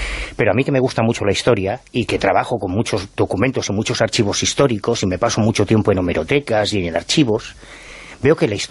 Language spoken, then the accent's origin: Spanish; Galicia, Spain; que era gallego como nosotros, somos tres gallegos